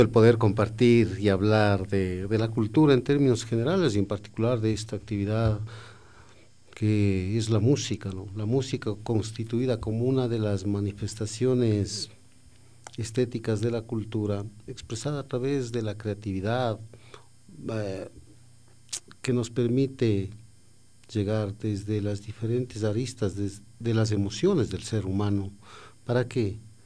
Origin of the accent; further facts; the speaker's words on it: Machachi, Pichincha, Ecuador; yo vengo del Cantón Mejía, soy exactamente de Machachi